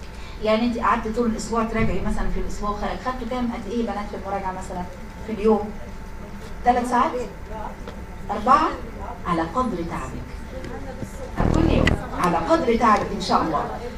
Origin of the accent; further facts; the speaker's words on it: Egypt; وانكرت ان ممكن هنا الشفاء يبقى عندنا في مصر مثلا